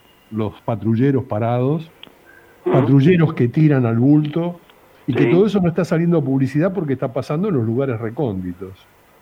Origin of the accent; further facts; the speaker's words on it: Argentina; Y nosotros somos argentinos, nosotros empujamos, nosotros vamos a empujar.